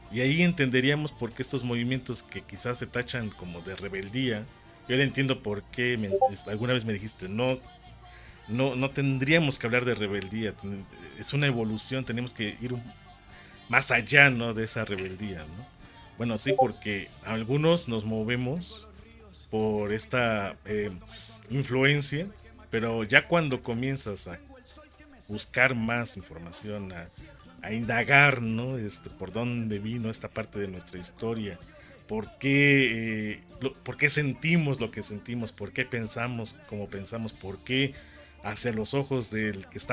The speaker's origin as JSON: {"language": "Spanish", "country": "Mexico", "said": "Como mexicano."}